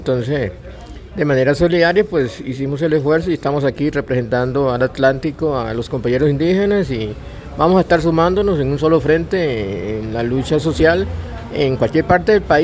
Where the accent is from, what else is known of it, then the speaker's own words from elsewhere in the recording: Guácimo, Limón, Costa Rica; yo vengo de Ruiz Jiménez, Guasimo y Limón